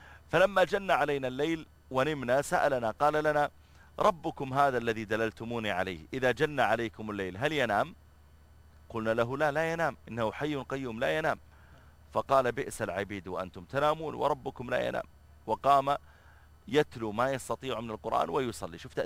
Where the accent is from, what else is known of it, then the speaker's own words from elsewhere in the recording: Riyadh, Riyadh Province, Saudi Arabia; وكذلك عندنا في الرياض إذا خرجت في وقت الذروة